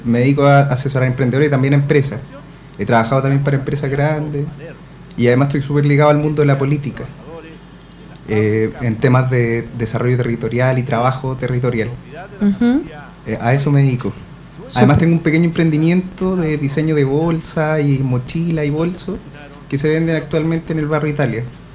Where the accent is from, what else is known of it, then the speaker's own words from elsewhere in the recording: Puente Alto, Santiago Metropolitan Region, Chile; Yo soy puentealtino y he estudiado varias cosas, en verdad.